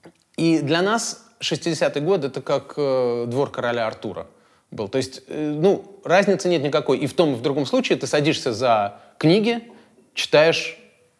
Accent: Riga, Latvia; also born or lived in United States; now in Russia; я из Риги. Большую часть жизни прожил в Америке. И в 2012 году случилась такая странная вещь. Меня пригласили в Москву работать.

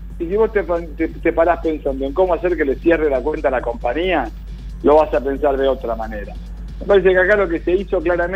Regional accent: Argentina; No quiero ver una reunión de gabinete, yo como argentino, en toda bufanda.

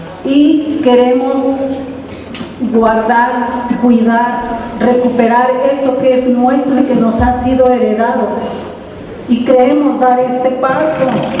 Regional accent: Jalisco, Mexico; soy de Okinawa del sur de Jalisco.

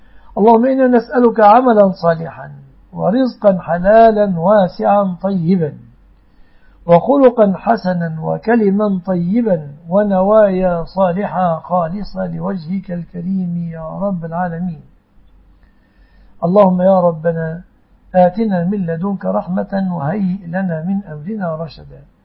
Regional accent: Egypt; احفظ يا ربي بلادنا مصر وسائر بلاد المسلمين من كل مكروه وسوء يا رب العالمين

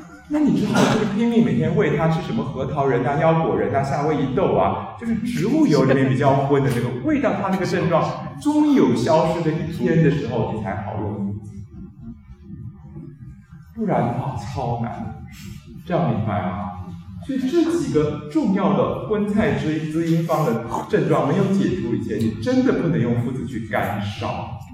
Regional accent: Taiwan; 因为像我们台湾这边用猪夫汤的家庭主妇啊

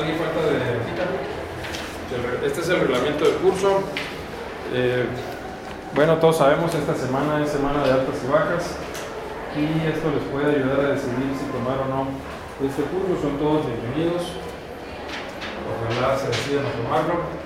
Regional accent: Mexicali, Baja California, Mexico; Yo vengo de Tangamandapio, de Mexicali, Baja California, y aquí sí hace calor, ¿verdad?

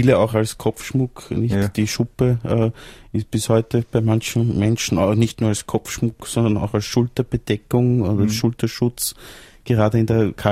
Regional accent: Salzburg, Austria; ich bin in Salzburg Land aufgewachsen und an einem sehr schönen See, am Irisee.

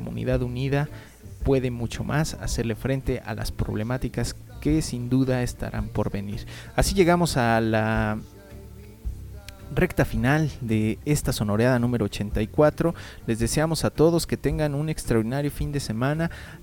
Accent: Mexico; todos somos mexicanos

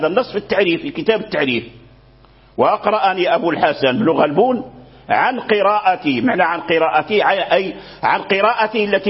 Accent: Morocco; لكن الذي جرى به العمل عندنا في المغرب

